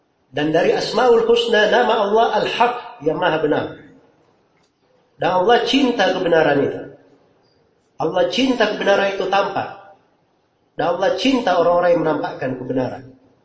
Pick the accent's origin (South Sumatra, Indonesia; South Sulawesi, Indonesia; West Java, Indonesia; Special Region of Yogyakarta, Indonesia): South Sulawesi, Indonesia; Makassar; Kalau kita orang Makassar di sini dibilang Al-Makassari